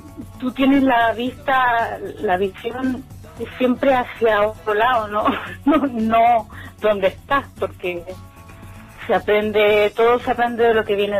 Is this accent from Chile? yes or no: yes; Chile; also born or lived in Netherlands; now in Spain; Cuando yo salí de Chile me fui directo a Holanda.